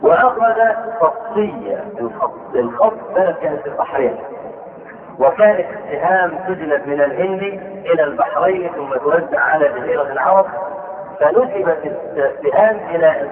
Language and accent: Arabic; Egypt; نشوف عندنا في مصر